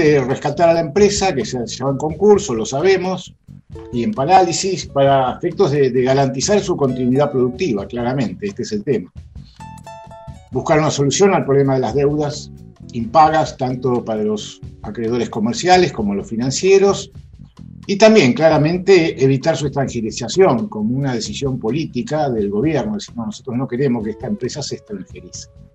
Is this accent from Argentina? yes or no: yes; Argentina; millones de consumidores que somos los argentinos